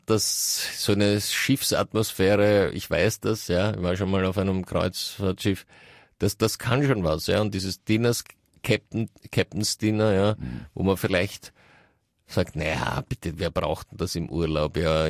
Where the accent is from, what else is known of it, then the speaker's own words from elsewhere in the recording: Russia; Ja, ich komme ja aus Russland.